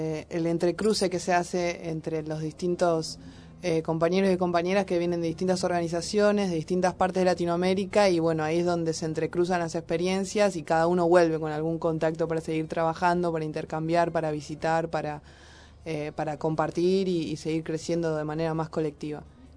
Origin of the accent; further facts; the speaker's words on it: Merlo, Buenos Aires Province, Argentina; Bueno, somos de Merlo en realidad y sí estamos militando